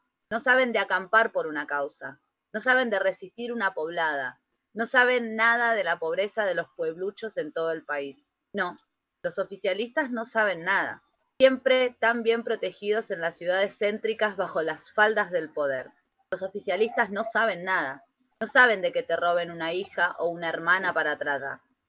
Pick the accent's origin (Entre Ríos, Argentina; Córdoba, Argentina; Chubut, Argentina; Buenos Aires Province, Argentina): Buenos Aires Province, Argentina; Boulogne; Boulogne, que es el lugar de donde yo vengo, que es allá en zona norte, ya ni Isidro tipo nada, pero Boulogne es como barrio bajo.